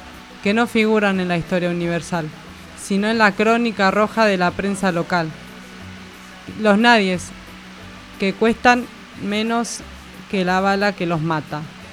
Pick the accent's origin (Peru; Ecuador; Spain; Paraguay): Paraguay; Somos paraguayos.